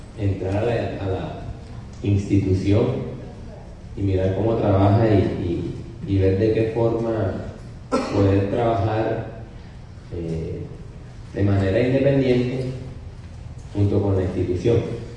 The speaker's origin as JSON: {"language": "Spanish", "town": "Cartagena", "region": "Bolívar", "country": "Colombia", "said": "vengo de la ciudad de Cartagena."}